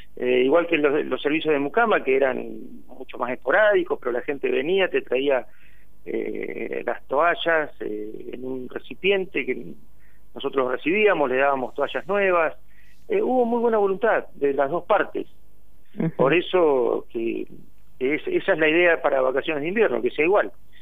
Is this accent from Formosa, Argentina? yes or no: no; Tandil, Buenos Aires Province, Argentina; nosotros que somos de Tandil sabemos de qué se trata, que es una ciudad con mucho aire libre, con muchos espacios abiertos.